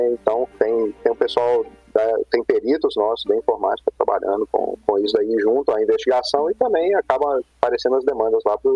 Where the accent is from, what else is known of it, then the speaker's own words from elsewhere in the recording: Belo Horizonte, Minas Gerais, Brazil; empacotei as coisas, né, que eu sou de Belo Horizonte, né, empacotei as coisas e fui para Foz, fiquei lá 4 anos.